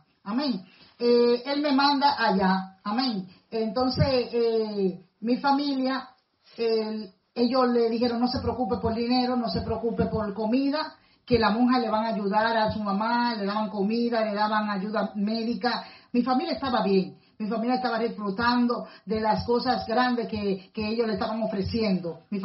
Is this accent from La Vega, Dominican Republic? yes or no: no; Puerto Plata, Dominican Republic; Ahora ya no es parroquia, sino catedral en mi país, en mi pueblo Puerto Plata.